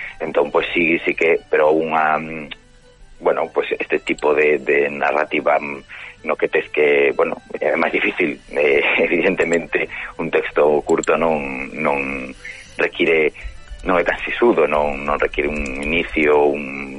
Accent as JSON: {"language": "Galician", "region": "Galicia", "country": "Spain", "said": "dicir, bueno, sí, bueno, eu son galego, eu non..."}